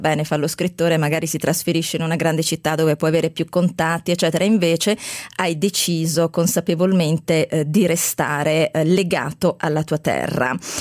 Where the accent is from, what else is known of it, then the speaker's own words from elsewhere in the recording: Apulia, Italy; Devo dire che da pugliese mi piace molto questa capacità che hai